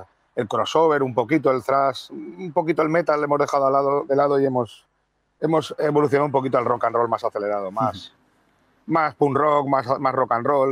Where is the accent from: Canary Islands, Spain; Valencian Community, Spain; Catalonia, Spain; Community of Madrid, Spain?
Valencian Community, Spain; Valencia; venimos de Valencia, que es una ciudad que tampoco es que sea muy propicia a la música que hacemos nosotros. Que no se enfade ningún paisano mío